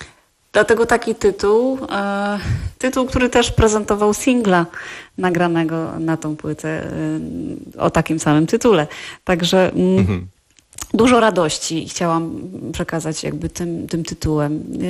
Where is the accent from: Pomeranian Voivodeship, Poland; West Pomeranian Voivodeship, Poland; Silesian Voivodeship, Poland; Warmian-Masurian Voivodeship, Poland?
Silesian Voivodeship, Poland; ja jestem ze Śląska